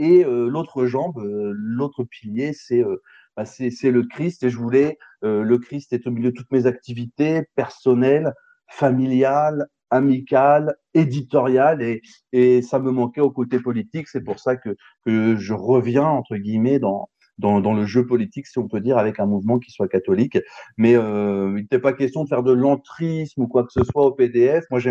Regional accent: France; sur des sujets qu'on ne connaît que de loin en tant que Français.

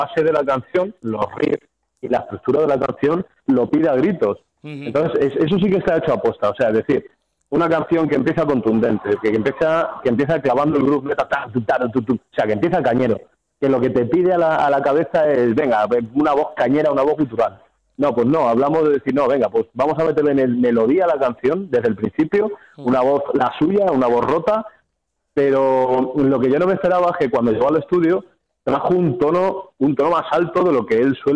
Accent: Castilla-La Mancha, Spain; ya sabes, nosotros somos manchegos, o sea, del tema en inglés, te puedes imaginar.

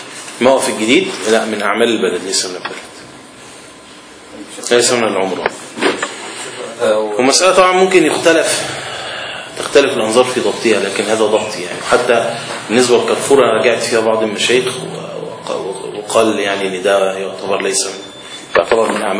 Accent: Alexandria, Alexandria Governorate, Egypt; عندنا في اسكندرية في صور الإسكندرية القديم موجود في بعض الأماكن أجزاء منها

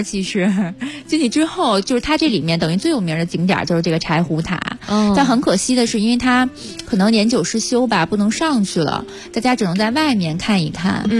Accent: Beijing, China; 其实我是北京人

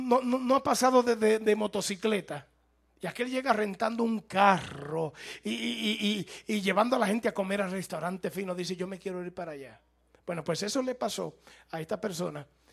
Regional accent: United States; Yo soy norteamericano. Cuando yo fui a Cuba, allá los cubanos creían que yo era cubano.

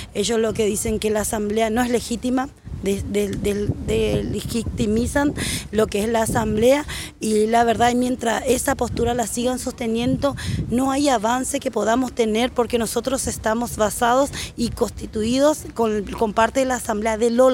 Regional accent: Paraguay; cocinando las comidas típicas de mi país. Yo soy paraguaya

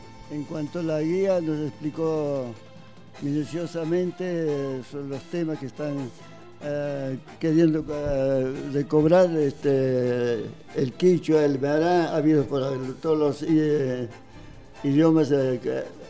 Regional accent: Cochabamba, Bolivia; first language Quechua; nosotros somos bolivianos, somos de Cochabamba.

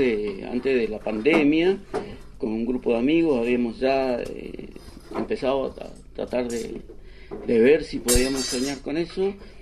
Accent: Mendoza, Argentina; born there; soy nacido en Mendoza.

